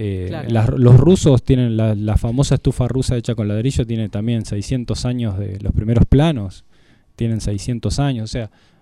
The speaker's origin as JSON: {"language": "Spanish", "town": "Bariloche", "region": "Río Negro", "country": "Argentina", "said": "yo soy barilochense, soy sureño patagónico."}